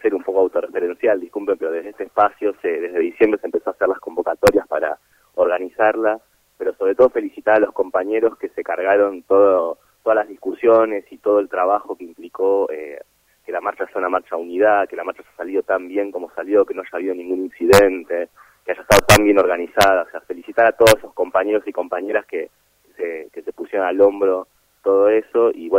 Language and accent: Spanish; Buenos Aires, Argentina; O sea, yo vengo de Buenos Aires, que allá la marcha del 24 es algo siempre es enorme